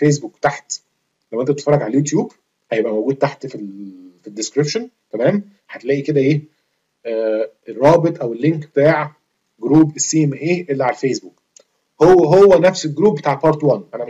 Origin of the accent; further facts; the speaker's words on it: Egypt; now in Switzerland; يا جدعان انا في مصري، تمام؟ وبتربي في مصر وعايش، كنت عايش في مصر، انا حاليا دلوقتي بره مصر بقالي كتير، بس يعني مش مولود في سويسرا يعني